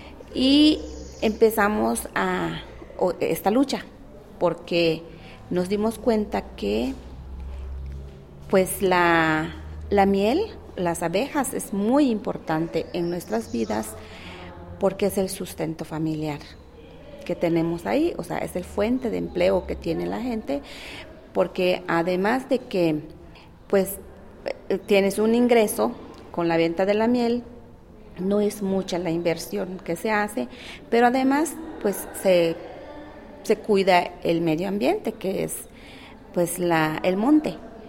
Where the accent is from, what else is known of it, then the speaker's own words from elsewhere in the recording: Hopelchén, Campeche, Mexico; Buenas tardes … vengo del estado de Campeche, municipio de Jopelchen